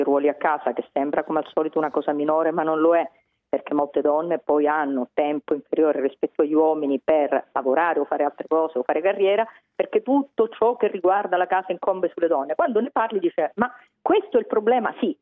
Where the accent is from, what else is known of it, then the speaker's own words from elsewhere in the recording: Palermo, Sicily, Italy; Io sono sempre stata tifosa, perché essendo palermitana